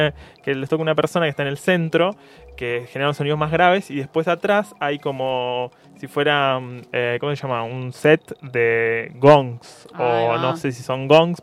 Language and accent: Spanish; Necochea, Buenos Aires Province, Argentina; Yo soy de Necochea, en realidad.